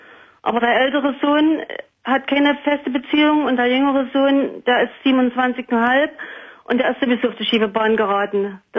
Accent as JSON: {"language": "German", "region": "East Germany", "country": "Germany", "said": "Da habe ich ja sogar noch gearbeitet zu DDR-Zeiten. Also ich bin aus dem Osten"}